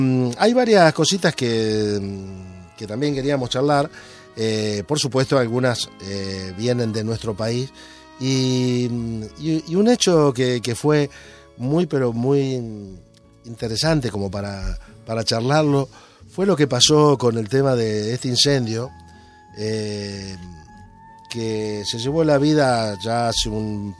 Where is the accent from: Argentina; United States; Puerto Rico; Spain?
Argentina; Santa Fe; Provincia de Santa Fe, muy cerquita a la ciudad de donde yo vengo